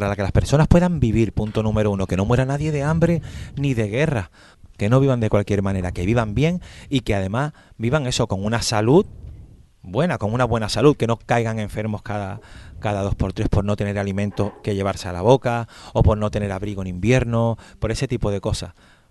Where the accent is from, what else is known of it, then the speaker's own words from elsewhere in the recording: Andalusia, Spain; porque yo soy de Andalucía y conozco esa asociación